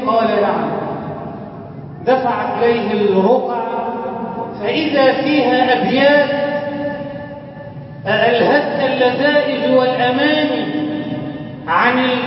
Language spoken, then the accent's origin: Arabic; Egypt; اجعل بلدنا مصر أمنا أمانا، سخاء رخاء